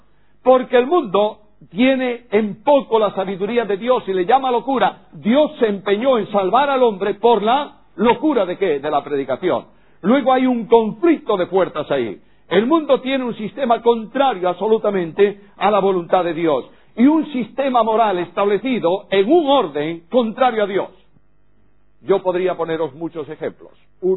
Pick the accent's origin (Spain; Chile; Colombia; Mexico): Spain; En España, en mi país, se han eliminado el aspecto sexo masculino y sexo femenino